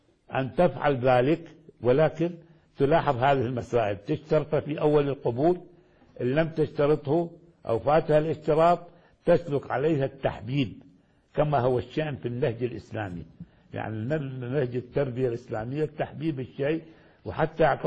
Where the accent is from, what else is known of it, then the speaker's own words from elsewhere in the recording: Iraq; أخلي مادة السلوك كما كان عندنا في العراق